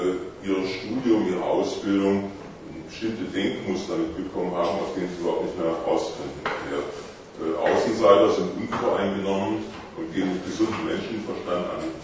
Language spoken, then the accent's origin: German; Karlsruhe, Baden-Württemberg, Germany; ich bin aus Karlsruhe am Rhein, also das ist schon eine ziemliche Reise hierher